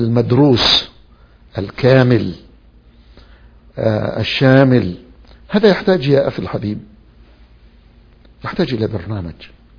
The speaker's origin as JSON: {"language": "Arabic", "country": "Yemen", "said": "أولا يجب أن نعترف نحن أبناء اليمن"}